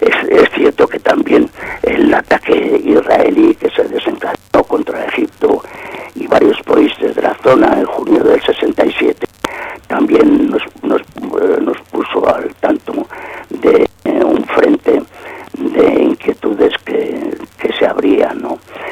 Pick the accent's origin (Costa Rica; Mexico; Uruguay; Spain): Spain; San Sebastián, Basque Country; born there; also born or lived in France; nací en San Sebastián en 1945, prácticamente me he dedicado toda mi vida a ser profesor de filosofía, tanto en España como en Francia